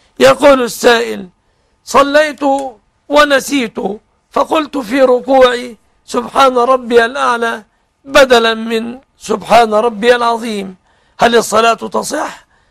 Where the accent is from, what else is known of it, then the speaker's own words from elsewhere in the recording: Egypt; بلادنا مصر